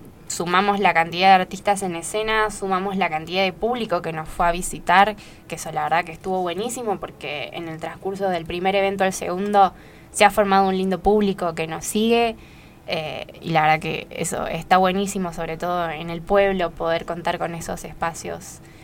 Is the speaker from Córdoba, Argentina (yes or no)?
yes; Villa Giardino, Córdoba, Argentina; somos todos de Yardino.